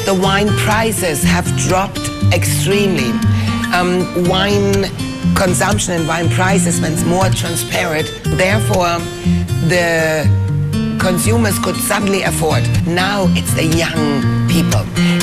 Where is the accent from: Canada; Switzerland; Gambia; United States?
Switzerland; now in China; I'm from Switzerland